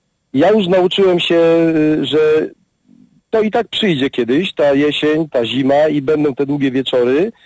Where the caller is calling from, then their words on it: Katowice, Silesian Voivodeship, Poland; dzwonię z Katowic, ale jestem troszeczkę duchowo z Warmii, a troszeczkę duchowo z Beskidu Śląskiego.